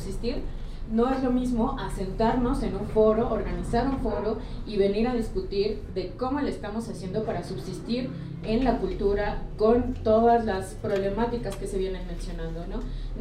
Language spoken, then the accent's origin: Spanish; Iztapalapa, Mexico City, Mexico; born there; porque si bien hay menos centros culturales en Iztapalapa, que es de donde yo nací